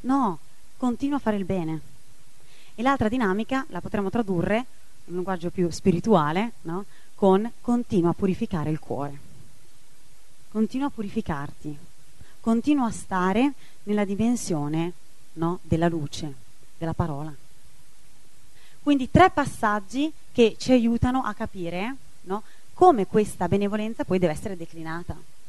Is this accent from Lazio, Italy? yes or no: no; Milan, Lombardy, Italy; io parlo perché vengo da Milano, non lo vedo mai il sole, no?